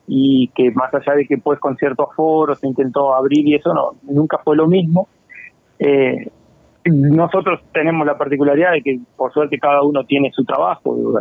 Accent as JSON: {"language": "Spanish", "town": "San Gregorio de Polanco", "region": "Tacuarembó", "country": "Uruguay", "said": "Y yo soy de San Gregorio de Polanco, así que no, ninguno es de la capital"}